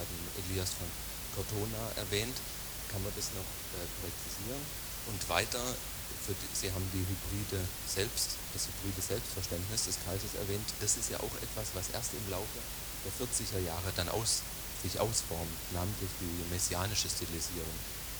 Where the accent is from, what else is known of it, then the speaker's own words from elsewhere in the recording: Tübingen, Baden-Württemberg, Germany; ich komme aus Tübingen.